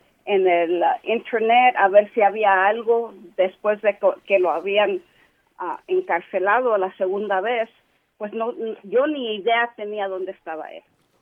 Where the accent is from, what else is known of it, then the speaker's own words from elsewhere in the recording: United States; Somos chicanos, somos de aquí. Todos que tenemos raíces indígenas, como mexica, somos chicanos.